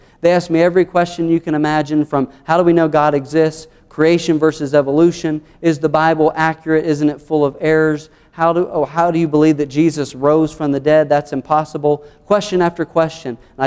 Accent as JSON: {"language": "English", "region": "the South", "country": "United States", "accent": "southern", "said": "they'll be able to spot you're an American before you even open your mouth and show them your southern accent"}